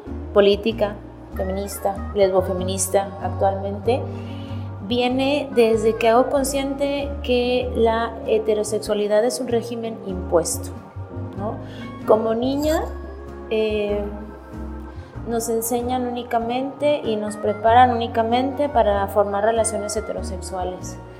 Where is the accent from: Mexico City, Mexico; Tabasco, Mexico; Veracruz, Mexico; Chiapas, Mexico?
Chiapas, Mexico; Soy del estado de Chiapas.